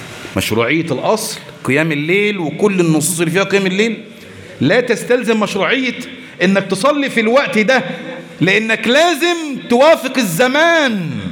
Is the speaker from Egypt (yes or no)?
yes; Egypt; ده احنا مصريين، مصر ام الدنيا